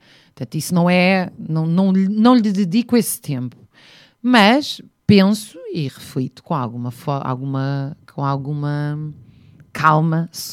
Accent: Zambujeira do Mar, Beja, Portugal; na Zambujeira do Mar, onde eu cresci em parte, sempre no verão.

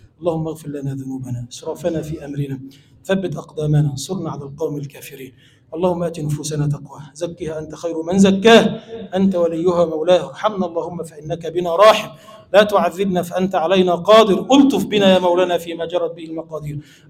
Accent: Egypt; اللهم اجعل بلدنا مصر بلدا آمنا مطمئنا سخاء رخاء

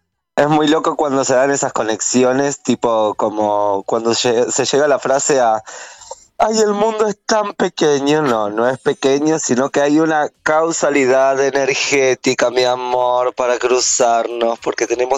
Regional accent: Mar de Ajó, Buenos Aires Province, Argentina; born there; now in Buenos Aires, Argentina; Soy una travesti no binaria que vino a Buenos Aires, a la gran ciudad, hace unos 9 años. Soy nacida en Mar de Ajó, soy sirena natural.

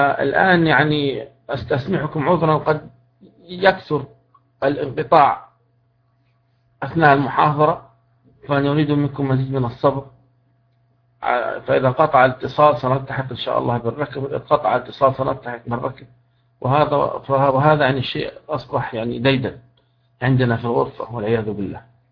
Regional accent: Libya; الرصيدة هذه تعتبر يعني باللغة العامية الدارجة موجودة عندنا في ليبيا

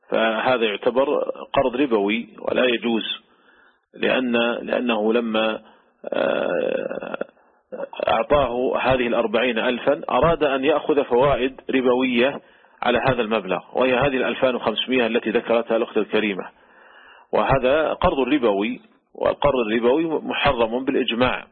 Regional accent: Saudi Arabia; وأيضا هي ممنوعة من وزارة التجارة عندنا في المملكة العربية السعودية

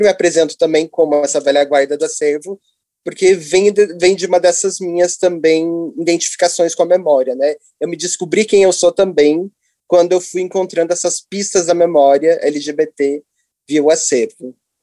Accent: Curitiba, Paraná, Brazil; moved away as an adult; now in São Paulo, Brazil; Sou curitibano. Estou radicado em São Paulo já há uns 6, 5 anos

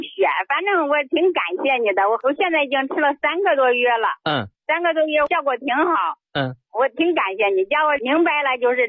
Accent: Zhengzhou, Henan, China; 我今年69岁了，我是郑州的。

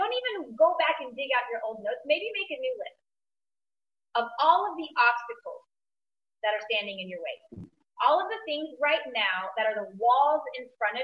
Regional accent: Australia; she heard that I was from Australia

